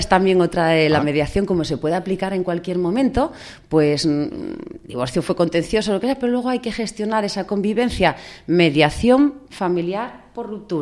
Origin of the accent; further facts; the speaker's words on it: Figaredo, Asturias, Spain; soy de Figaredo, tengo 13 años